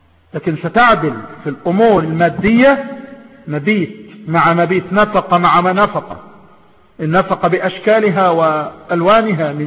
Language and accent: Arabic; Egypt; وهنا عندنا في مصر ماذا يقال؟